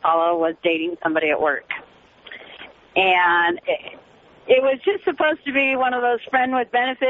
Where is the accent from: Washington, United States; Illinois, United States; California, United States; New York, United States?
Washington, United States; Seattle; Can you do me a favor and take me out old Enum Clue style? Because I'm from Seattle.